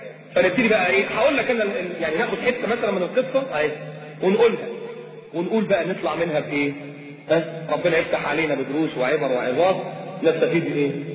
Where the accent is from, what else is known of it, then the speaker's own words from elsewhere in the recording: Alexandria, Alexandria Governorate, Egypt; وتروح التراب عندنا في اسكندريه